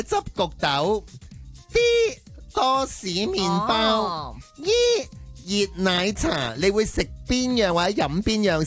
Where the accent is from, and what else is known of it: Hong Kong